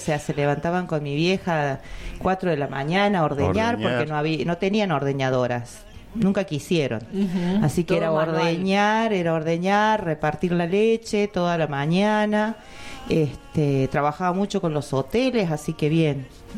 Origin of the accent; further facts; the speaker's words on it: Merlo, San Luis, Argentina; Pero yo nací, y nací acá. Soy de Merlo, nací acá.